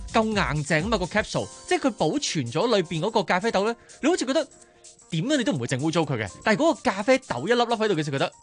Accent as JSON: {"language": "Cantonese", "country": "Hong Kong", "said": "咁但系你知道我哋香港人几忙碌噶啦"}